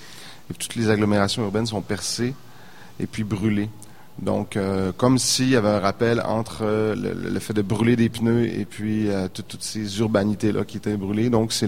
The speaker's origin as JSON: {"language": "French", "town": "Saint-Félicien", "region": "Quebec", "country": "Canada", "tie": "born or raised there", "said": "Moi, je suis originaire de Saint-Félicien. J'ai grandi, donc, à Saint-Félicien, l'autodrome de Saint-Félicien. Donc, j'ai grandi dans cet univers-là."}